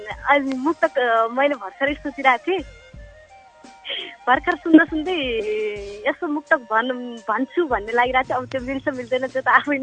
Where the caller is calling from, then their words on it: Achham, Sudurpashchim Province, Nepal; म अछामबाट विद्युतमा रहेका।